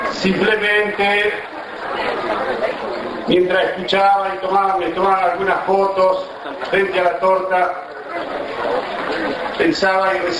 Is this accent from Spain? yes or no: no; Saladillo, Buenos Aires Province, Argentina; actual intendente municipal de la ciudad de Saladillo. Entonces ahí, queridos amigos y amigas de mi pueblo, empecé a soñar un sueño que lo quería concretar.